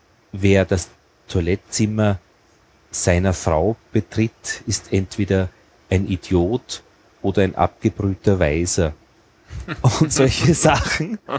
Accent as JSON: {"language": "German", "town": "Braunau am Inn", "region": "Upper Austria", "country": "Austria", "tie": "born or raised there", "said": "Und aufgewachsen bin ich in die Schule gegangen in Braunau am Inn."}